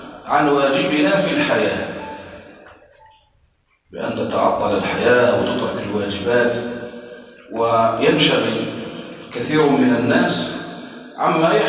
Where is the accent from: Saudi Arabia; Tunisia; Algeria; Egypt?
Algeria; التي تمر بها بلادنا الجزائر